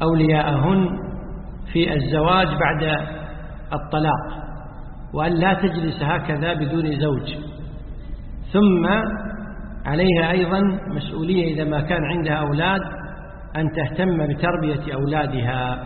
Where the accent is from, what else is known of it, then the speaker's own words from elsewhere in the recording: Kuwait; والنظام عندنا في الكويت ولله الحمد أن وزارة الأوقاف تلزم المؤذنين بالأذان في الوقت